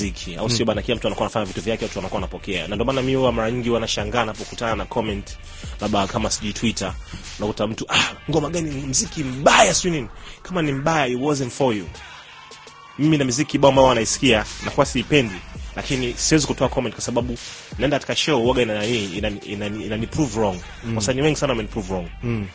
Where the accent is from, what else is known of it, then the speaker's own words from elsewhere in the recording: Tanzania; Mimi ndio Mtanzania wa kwanza ambaye nilirudi kutoka South Africa